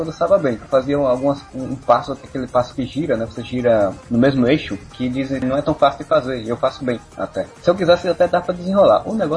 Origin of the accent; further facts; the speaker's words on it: Northeast Region, Brazil; Eu sou do Nordeste